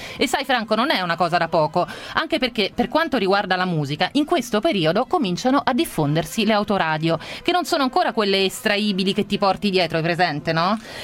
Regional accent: Rometta, Sicily, Italy; a me, che tu sai, sono di Rometta Bella

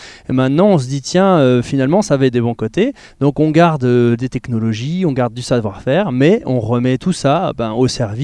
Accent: Saint-Dié-des-Vosges, Grand Est, France; on habitait à Saint-Dié, on est natif de Saint-Dié

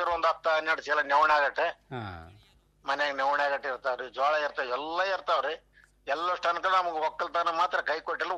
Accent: Chinchodi, Karnataka, India; ನಮ್ಮ ಚಿಂಚೋಡಿ ಮುಂದೆ ಐತ್ರಿ ಹೊಳೆ

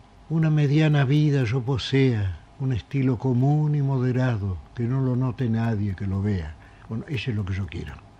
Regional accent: Argentina; mucha gente me dice a mí que yo no hablo como argentino. En las peluquerías me han preguntado, dígame, ¿usted llegó hace poco de España?

